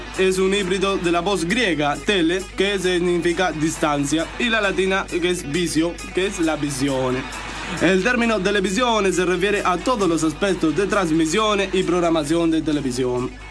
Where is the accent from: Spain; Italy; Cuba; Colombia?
Italy; Spanish is a second language; Yo soy periodista italiano.